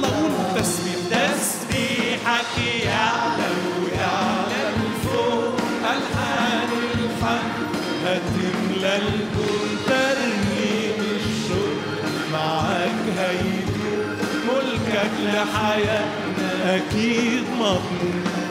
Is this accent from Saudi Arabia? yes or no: no; Upper Egypt, Egypt; عارف لما عندنا في الصعيد يقولوا بيقول بالفم المليان، عارفين التعبير ده؟ مش عارفينه؟ احسب يعني، يمكن عشان انا من هناك انتوا من هنا بقى.